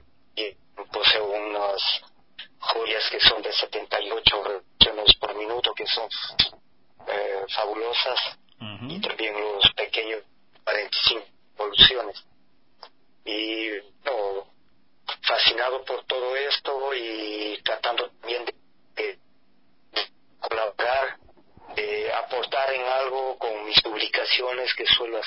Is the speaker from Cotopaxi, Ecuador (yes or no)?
no; Ambato, Tungurahua, Ecuador; yo soy ambateño, ecuatoriano, y bueno, pues esta aventura comienza hace más o menos unos 31 años, en un barrio de Ambato